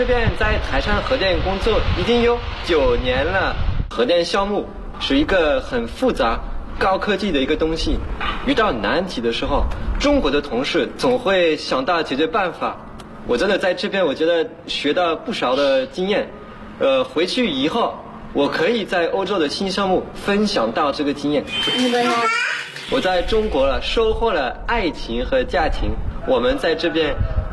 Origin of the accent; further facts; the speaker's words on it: Paris, Île-de-France, France; Chinese is a second language; now in China; 我来自法国巴黎。Bonjour， … 我在这边在台山核电工作已经有9年了。